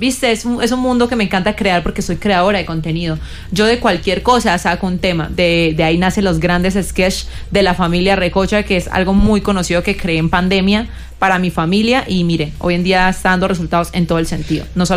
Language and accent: Spanish; Cúcuta, Norte de Santander, Colombia; mi acento, muchos han dicho, ay, es que acento tan feo, no, me encanta mi tierra Cúcuta, mi carácter es fuerte